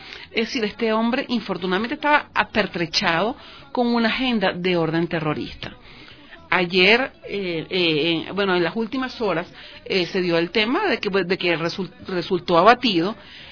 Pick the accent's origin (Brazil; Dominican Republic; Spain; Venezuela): Venezuela; Nosotros los venezolanos somos un pueblo valiente